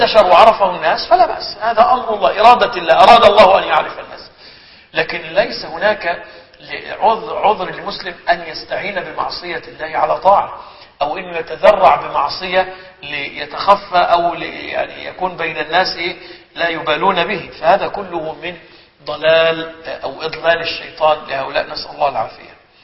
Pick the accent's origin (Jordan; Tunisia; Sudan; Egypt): Egypt; عندنا في مصر يقولوا عليه درويش مكذوب